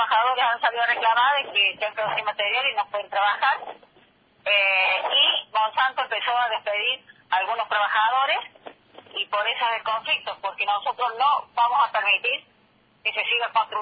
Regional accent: Argentina; nosotros no somos de Malvinas, Argentina, somos de la República Argentina. Somos todos argentinos

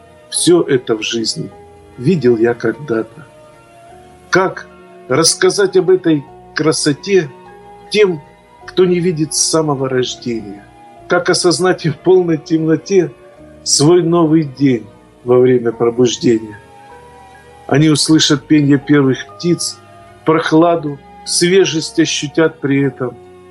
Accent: Krasnodar Krai, Russia; Я люблю свой край. Наш богатый Краснодарский край, он богатый традициями, и это благодатная земля. И, конечно, воспоминания детства, когда еще мама меня на выходные отправляла в станицу к бабушке.

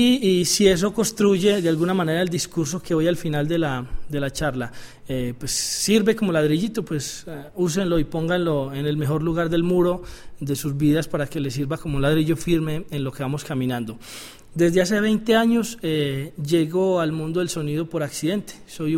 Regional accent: Colombia; Y yo decía, pues hombre, yo soy colombiano.

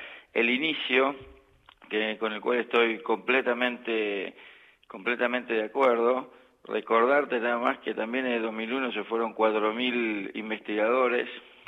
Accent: Argentina; moved away as an adult; now in Göttingen, Germany; Como científico argentino, no sé lo que es ir a buscar trabajo en el exterior, siempre me fui contratado

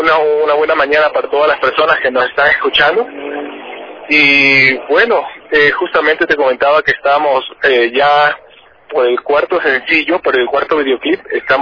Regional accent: Ecuador; en Ecuador es muy importante poder difundir nuestra música en nuestro propio país, pero también es importante, y como ecuatorianos, poder exportar lo que hacemos.

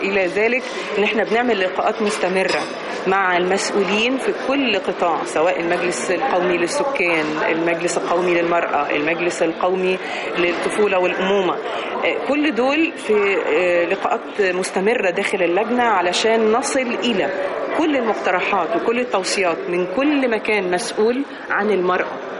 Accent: Egypt; طبعنا كمصريين دائما أبدا بيحط المرأة في منزلة تانية.

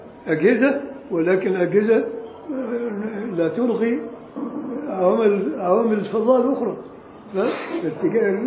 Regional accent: Egypt; عادة عندنا في مصر ما يسمعش

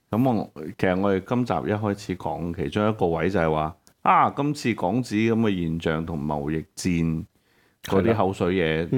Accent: Hong Kong; 喺我哋香港人嘅角度咧

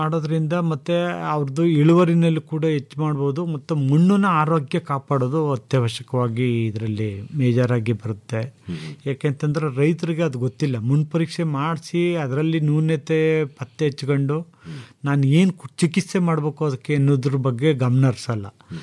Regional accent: Karnataka, India; ನಮಸ್ಕಾರ, ನಾನು ಮೂಲತಃ ಮಂಡ್ಯ ಜಿಲ್ಲೆಯನ್ನು, ಜೊತೆಗೆ ಕೃಷಿ ಪದವೀಧರ.

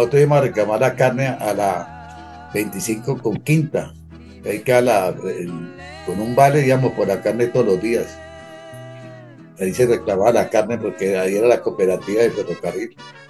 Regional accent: Cali, Valle del Cauca, Colombia; fuera de que yo nací en Cali, es Cali es una ciudad cosmopolita

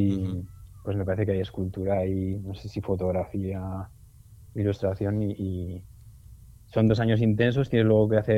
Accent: Granada, Andalusia, Spain; born there; also born or lived in La Rioja; yo nací en Granada, pero he estado viviendo mucho tiempo en La Rioja.

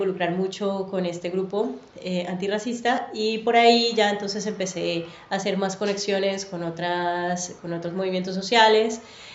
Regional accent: Colombia; moved away as an adult; now in Barcelona, Spain; Soy colombiana, llevo, cumpliré en septiembre 7 años de vivir en Barcelona.

